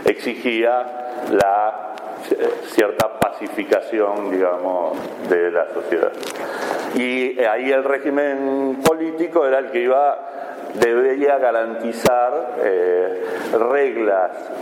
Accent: Argentina; born there; Yo nací en esta ciudad y creo que nací en Argentina, estoy casi convencido. Y muy probablemente me muera en Argentina.

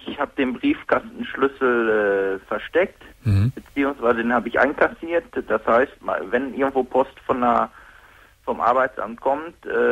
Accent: Mülheim an der Ruhr, North Rhine-Westphalia, Germany; Ich komme aus Mülheim.

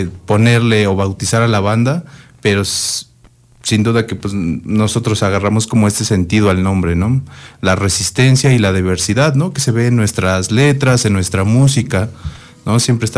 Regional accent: Amecameca, State of Mexico, Mexico; nosotros nos consideramos como una banda de la región de los volcanes, no tanto de Ameca, aunque sí, obviamente, los que somos de Ameca siempre que salimos a tocar a otro lado, pues llevamos la bandera de amecamequense, ¿no? Pero somos de la región

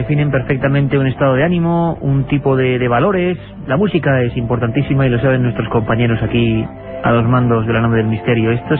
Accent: Ortuella, Basque Country, Spain; Yo soy de muy cerquita, soy de Vitoria, Ortuella.

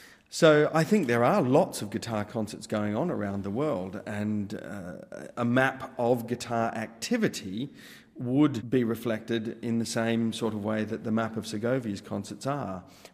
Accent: Perth, Western Australia, Australia; he played in my hometown of Perth in Western Australia.

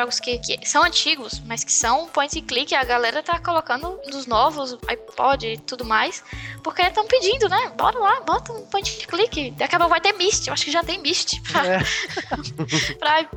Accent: Brazil; Aí eu, como brasileiro, fico, cara, eu não gosto de bossa nova

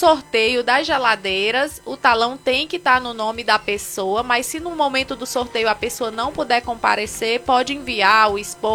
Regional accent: Picos, Piauí, Brazil; Nós somos de Picos.

